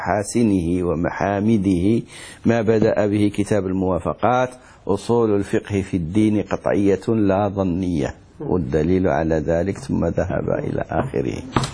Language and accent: Arabic; Morocco; احنا عندنا في المغرب مثل يقول حلال حرام